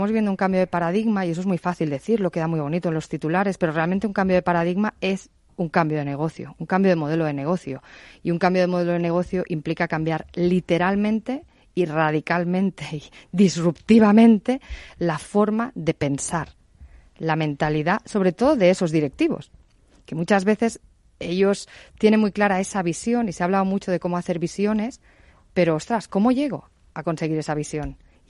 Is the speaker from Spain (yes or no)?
yes; Spain; la verdad es que obviamente yo soy española